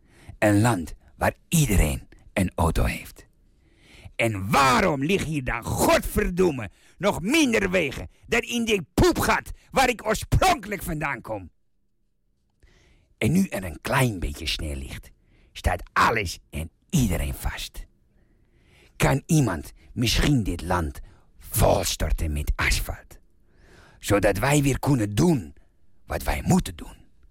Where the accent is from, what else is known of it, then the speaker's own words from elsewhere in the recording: Czechia; Dutch is a second language; now in Netherlands; In mijn vaderland Tsjechië zijn niet erg veel goede wegen.